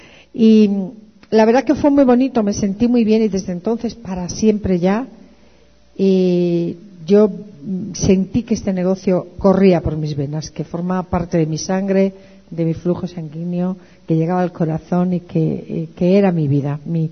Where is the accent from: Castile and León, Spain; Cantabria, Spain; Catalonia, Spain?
Cantabria, Spain; Santander; Yo tenía muchas ganas de regresar a mi tierra. Yo soy de Santander, del norte de España. Tenía muchas ganas de regresar a mi tierra